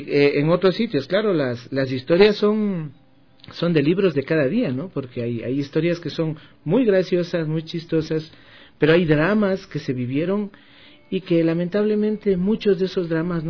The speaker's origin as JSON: {"language": "Spanish", "country": "Ecuador", "said": "ahora como ecuatorianos, aceptemos una integración, no les integremos a los migrantes que ahora vienen acá."}